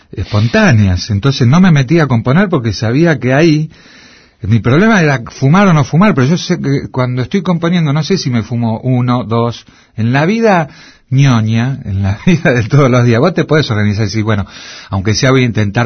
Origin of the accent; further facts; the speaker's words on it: Argentina; yo soy muy argentino, entonces tengo el choque